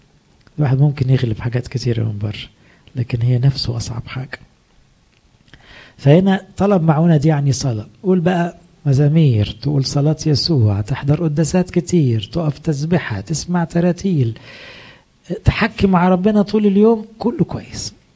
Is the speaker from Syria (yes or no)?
no; Egypt; مشكلتنا كمصريين كمان ان احنا نتحسر على روحنا بسرعة